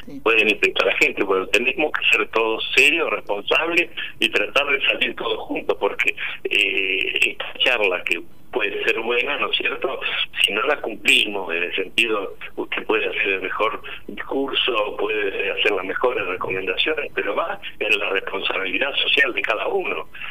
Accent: Argentina; O sea, bueno, estos somos los argentinos, ¿no?

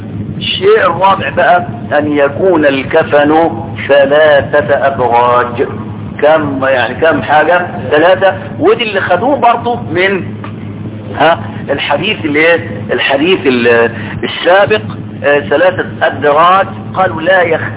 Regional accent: Egypt; معرفش النساء عندنا في مصر دول عايزين ايه بالظبط

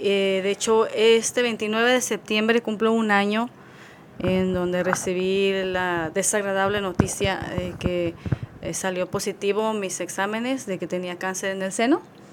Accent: Guadalajara, Jalisco, Mexico; Soy de Guadalajara, Jalisco.

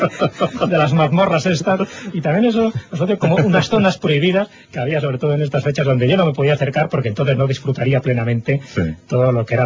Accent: Castile and León, Spain; se cultiva mucho por las zonas de mi pueblo, que es una zona muy castellana, a pesar de que forma parte de León.

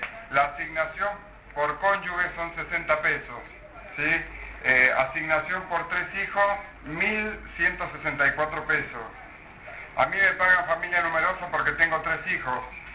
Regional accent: Pico Truncado, Santa Cruz, Argentina; de la localidad de Pico Truncado, provincia de Santa Cruz, soy profesor de EGB, de primer y segundo ciclo.

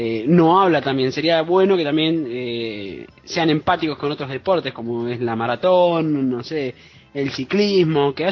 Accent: Argentina; Yo corro maratones también, soy maratonista y soy argentino.

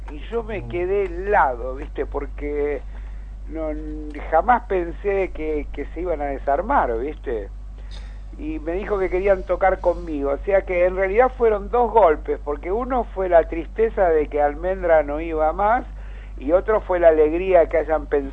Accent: Argentina; en Argentina somos todos de River o de Boca, ¿viste?

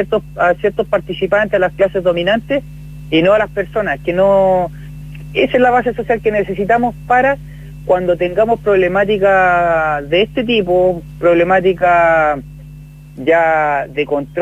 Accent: Chile; como pueblo, como gente chilena

